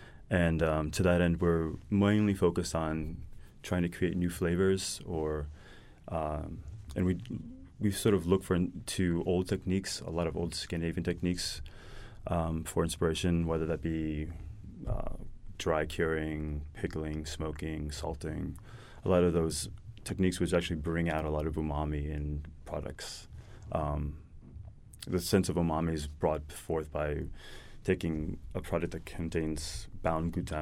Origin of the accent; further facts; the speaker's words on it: New York, United States; Although I grew up in New York, my grandfather is Norwegian